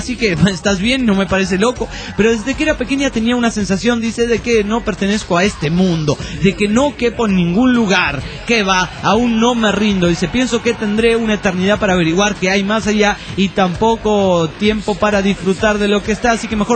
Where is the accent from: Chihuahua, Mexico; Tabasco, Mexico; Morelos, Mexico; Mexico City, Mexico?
Mexico City, Mexico; nuestro amigo el Cronos del DF mexican